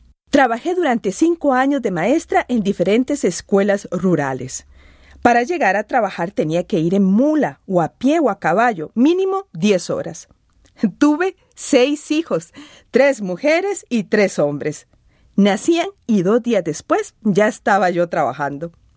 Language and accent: Spanish; San José, Costa Rica; born there; Nací en la Legua de Acerrí, San José, Costa Rica, y después me fui a vivir a Pérez Zeledón.